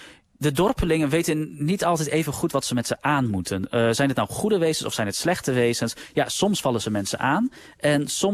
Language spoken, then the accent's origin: Dutch; Overijssel, Netherlands; ik ben zelf opgegroeid in Salland, in Overijssel.